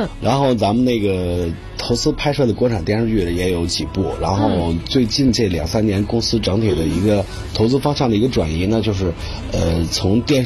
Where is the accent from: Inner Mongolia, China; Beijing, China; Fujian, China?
Beijing, China; Fangshan; 因为我老家是房山人